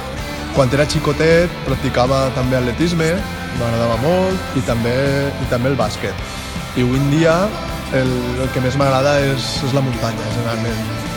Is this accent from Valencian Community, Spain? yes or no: yes; Castelló de la Ribera, Valencian Community, Spain; Jo vaig començar quan tenia 6 anys, en el meu poble, en Castelló de la Ribera